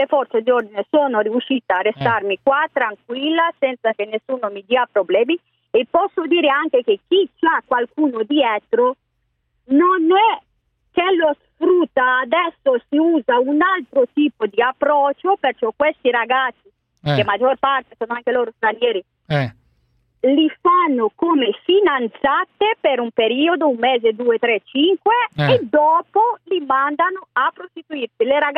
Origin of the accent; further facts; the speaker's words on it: Romania; now in Milan, Italy; Sì, sono romena di nazionalità.